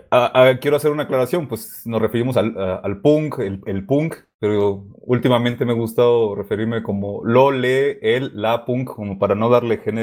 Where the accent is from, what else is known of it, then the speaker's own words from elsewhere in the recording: Ensenada, Baja California, Mexico; moved away as an adult; now in Mexico City, Mexico; Crecí hasta los 18 años en Baja California y de ahí me vine acá a la Ciudad de México.